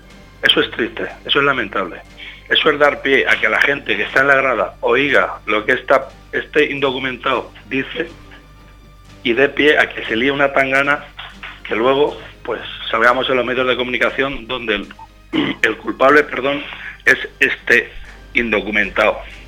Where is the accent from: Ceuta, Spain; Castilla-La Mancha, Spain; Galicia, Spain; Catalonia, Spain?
Castilla-La Mancha, Spain; Casas Ibáñez; yo hablo de mi equipo, hablo de mi pueblo. Nosotros aquí somos bastante pacíficos.